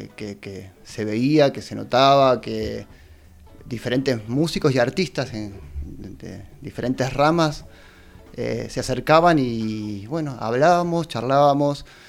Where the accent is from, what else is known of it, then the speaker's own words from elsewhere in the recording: Moreno, Buenos Aires Province, Argentina; Venimos del conurbano profundo, venimos de Moreno, de la zona oeste, sí, de la provincia de Buenos Aires.